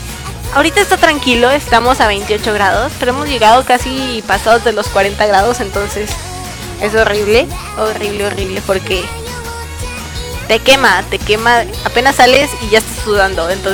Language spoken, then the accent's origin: Spanish; Mexico; Soy mexicana, pero es lo único que les voy a decir.